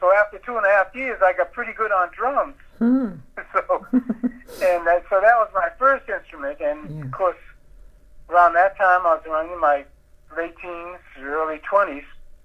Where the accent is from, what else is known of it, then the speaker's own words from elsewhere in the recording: Boston, Massachusetts, United States; I would, although born and raised in Boston, I was able to get a radio station from New York City that emanated from Birdland in New York